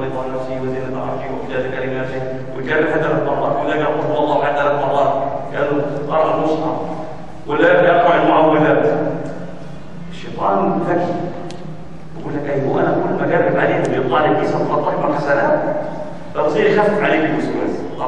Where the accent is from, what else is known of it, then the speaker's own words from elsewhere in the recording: Gaza, Gaza Strip, Palestine; قلت انا فلسطيني من غزه